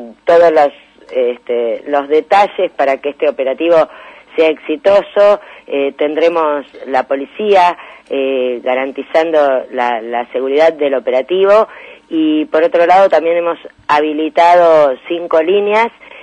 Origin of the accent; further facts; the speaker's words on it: Argentina; como argentinos tenemos de saber cuántos somos, cómo estamos